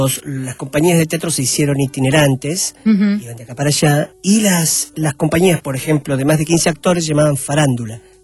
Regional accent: Argentina; La Argentina, porque soy un actor argentino, sí. Nacido acá. La española, que es la que heredo del bululú de José María Vilches. Uh-huh. Y la boliviana, que es la que heredo de mis viejos.

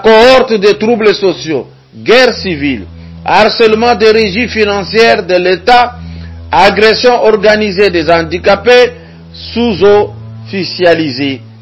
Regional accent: DR Congo; L'Européen, pour mieux vivre, il vient puiser de la richesse chez nous au Congo.

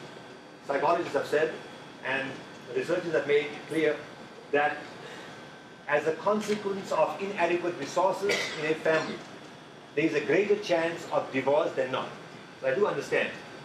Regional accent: South Africa; I'm from South Africa and I've seen it there

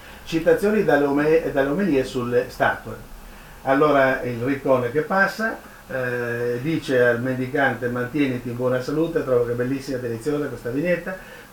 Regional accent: Trieste, Friuli-Venezia Giulia, Italy; Uno degli autori di questo io, Triestino Doc

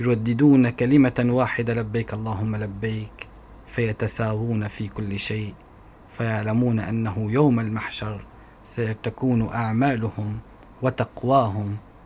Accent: Syria; وكنا دائما كسوريين لا ننظر للإنسان ما هو دينه، إنما ننظر ما هو تعامله

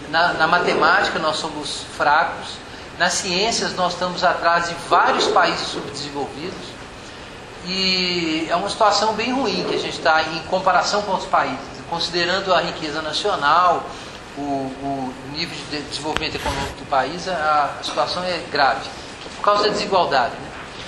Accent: Belo Horizonte, Minas Gerais, Brazil; sou aqui de Belo Horizonte e pastor batista.

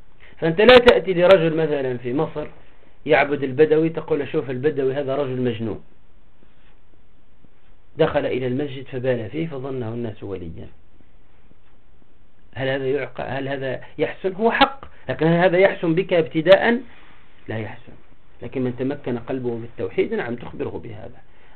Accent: Tunisia; ولهذا أنا إذا رأيت عدد القبور عندنا في تونس

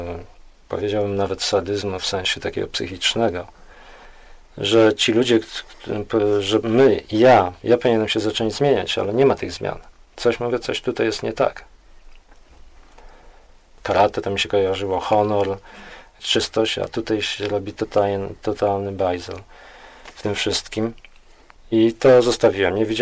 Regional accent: Piaseczno, Masovian Voivodeship, Poland; Urodziłem się w Piasecznie, w okolicach Warszawy. No, dzieciństwo w zasadzie bardzo mile wspominam.

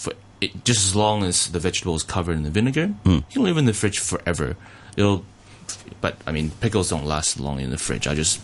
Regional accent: Taiwan; also born or lived in Canada; now in Australia; the Chinese food that I grew up in Taiwan, the Chinese food that I grew up eating in Canada

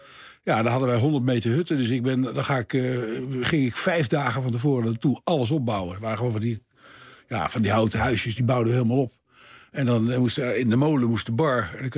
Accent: The Hague, South Holland, Netherlands; Ik ben geboren in Den Haag.

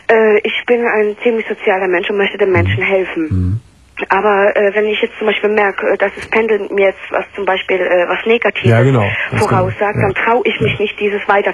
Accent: Belgium; born there; ich bin ja in Belgien geboren

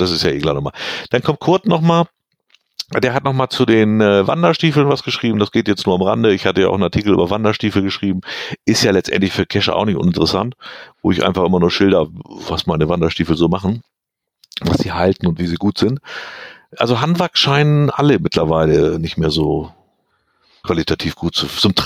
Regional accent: East Germany, Germany; ich bin im Osten aufgewachsen

